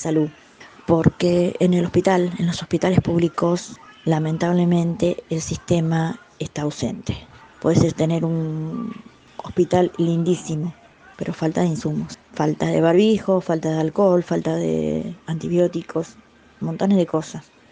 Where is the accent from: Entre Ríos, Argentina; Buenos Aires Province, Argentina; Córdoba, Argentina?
Buenos Aires Province, Argentina; Berisso; Soy de Berisso, soy del barrio de la Nueva York.